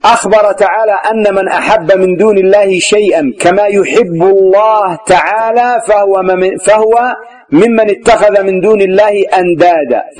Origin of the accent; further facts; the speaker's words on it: Yemen; وتسمى عندنا في اليمن إيش؟ الطاحون، مطحن